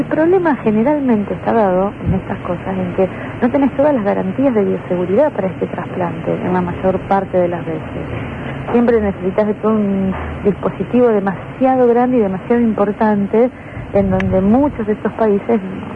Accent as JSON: {"language": "Spanish", "country": "Argentina", "said": "El problema es que como argentinos en este contexto social estamos perdiendo la credibilidad"}